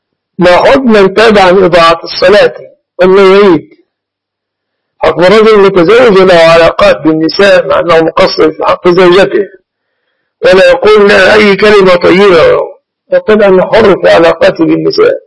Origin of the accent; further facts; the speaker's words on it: Egypt; وإما في بلادنا مصر مثلا إن استطعت أن تقول نصف الشعب المصري ساكن مؤزر